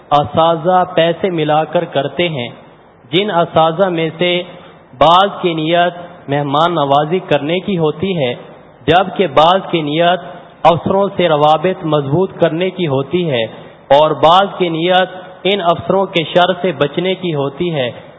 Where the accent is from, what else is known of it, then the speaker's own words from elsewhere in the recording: Mailsi, Punjab, Pakistan; میرا تعلق میلسی سے ہے.